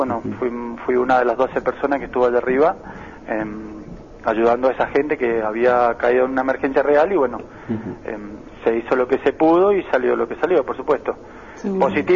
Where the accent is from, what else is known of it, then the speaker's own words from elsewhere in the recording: Mendoza, Argentina; also born or lived in Buenos Aires; Soy mendocino, nacido en Mendoza, viví durante 20 años en Buenos Aires.